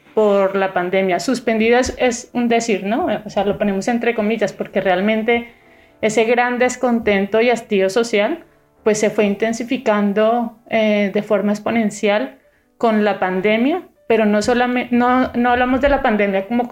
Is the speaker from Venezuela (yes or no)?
no; Colombia; now in Granada, Spain; he estado muy conectada no solamente con mi ciudad de origen, sino también con diferentes ciudades de las que provienen o venimos la mayoría de colombianos que migramos hacia España y hacia Granada.